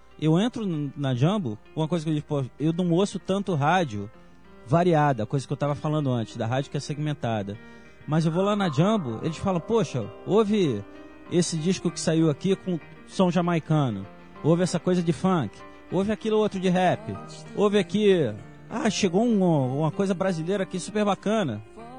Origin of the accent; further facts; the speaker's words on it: Brazil; uma coisa que eu me lembro, que quando eu era garota aqui no Brasil, eu ia à loja de disco, não tinha dinheiro para comprar disco